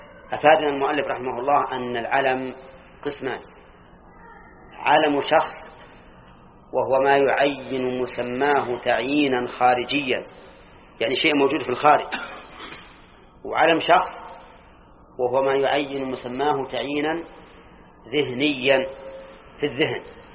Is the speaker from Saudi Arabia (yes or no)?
yes; Al-Qassim, Saudi Arabia; أظن كنا عندنا في القصيم، ها، لكلها القصيم